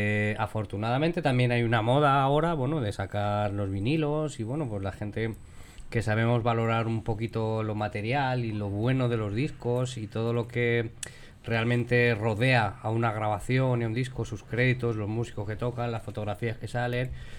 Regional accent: Pinto, Community of Madrid, Spain; bajista de la banda. Soy de la Quinta de Marín y no he sido miembro del … desde el principio, pero los he visto crecer porque somos de Pinto, de Madrid.

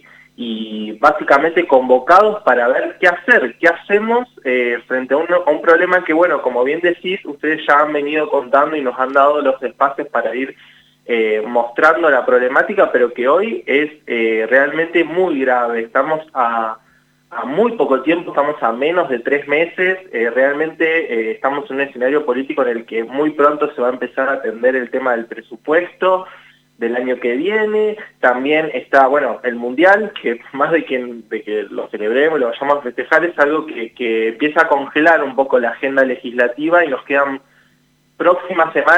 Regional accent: Santa Fe, Argentina; También soy santafesino, así que también conozco un poco también lo que son los ritmos un poco más de las provincias.

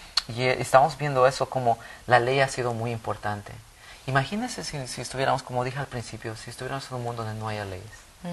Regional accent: Bolivia; now in United States; Yo crecí en Bolivia y las leyes son diferentes allá, ¿verdad?

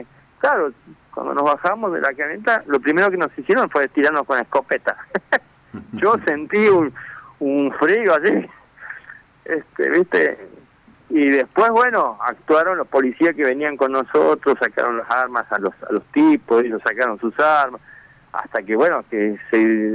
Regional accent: Buenos Aires, Argentina; born there; Yo nací en Buenos Aires hace

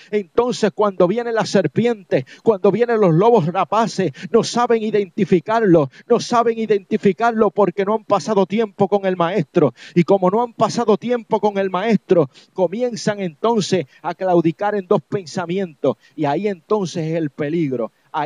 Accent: Puerto Rico; yo soy de Puerto Rico, yo he vivido mucho tiempo en Puerto Rico y la mayor parte de mi vida yo me crié allá.

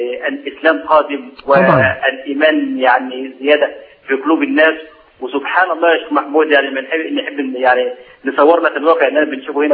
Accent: Mansoura, Dakahlia, Egypt; now in Italy; انا من المنصورة.

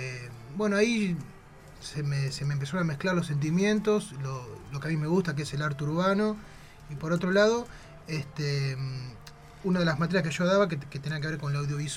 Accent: Isla Maciel, Buenos Aires Province, Argentina; y sí, soy de Lela Maciel.

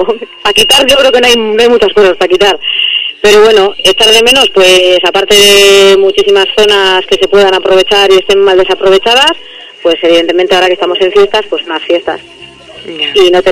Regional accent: Barakaldo, Basque Country, Spain; soy del barrio de Bagatza

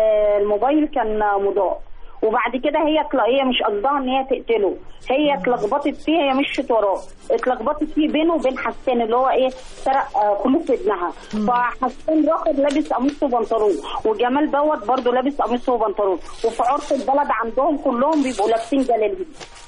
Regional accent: Cairo, Cairo Governorate, Egypt; من القاهرة.

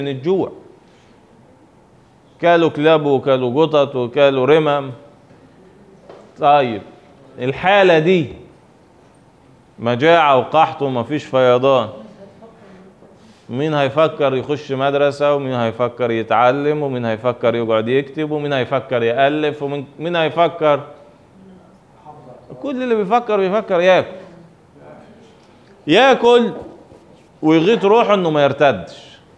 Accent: Egypt; لان هو متسجل عندنا في تاريخنا احنا كمصريين

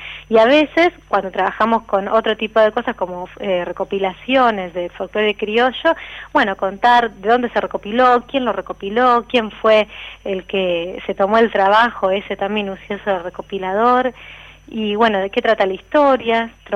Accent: Argentina; que creemos que esas tres cosas son como un poco parte de nuestra identidad como latinos y como argentinos

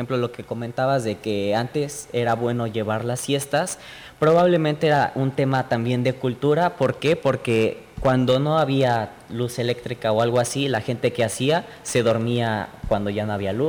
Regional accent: State of Mexico, Mexico; De hecho, en el centro de la República no pasa. Yo soy del Estado de México.

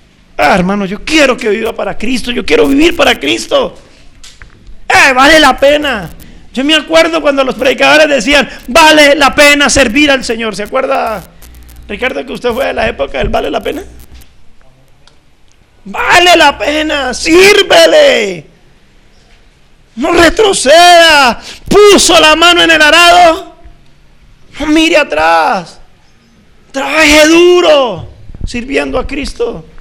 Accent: Colombia; Y nosotros como somos colombianos y nos hemos acostumbrado a ese lenguaje así, un poco golpeadito.

